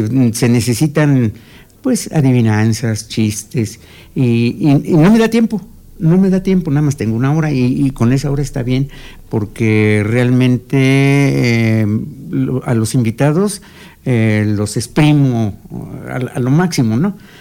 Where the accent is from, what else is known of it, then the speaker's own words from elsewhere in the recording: Amecameca, State of Mexico, Mexico; yo soy de aquí de Amecameca, mi pueblo, y precisamente de aquí de Panoaya.